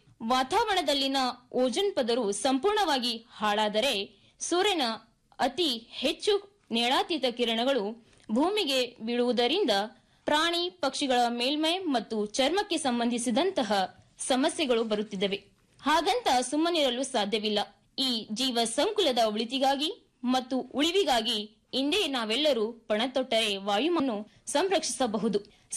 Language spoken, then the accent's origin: Kannada; Karnataka, India; ನಾನು ಮೂಲತಃ ಕಲಬುರಗಿ ಜಿಲ್ಲೆಯವಳಾಗಿದ್ದು